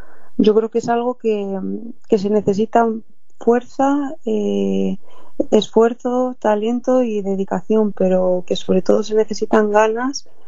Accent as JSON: {"language": "Spanish", "town": "Madrid", "region": "Community of Madrid", "country": "Spain", "tie": "born or raised there", "said": "De Madrid, soy de Madrid. Nací aquí en Madrid y he vivido siempre en Madrid."}